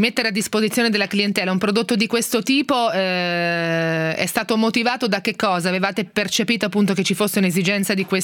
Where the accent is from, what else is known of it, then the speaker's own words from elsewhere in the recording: Marche, Italy; perché io che sono marchigiana lo racconto sempre